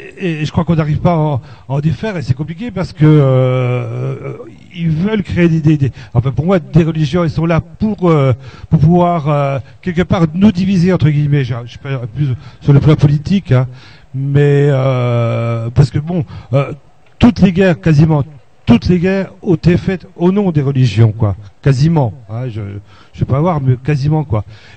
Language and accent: French; Besançon, Bourgogne-Franche-Comté, France; moi je suis de Besançon